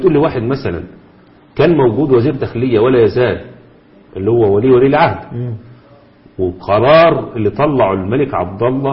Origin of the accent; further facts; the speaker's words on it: Egypt; نقول بلدنا مصر